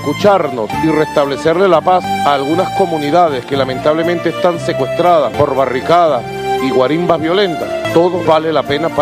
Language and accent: Spanish; Venezuela; para oírnos como venezolanos, vamos a dialogar.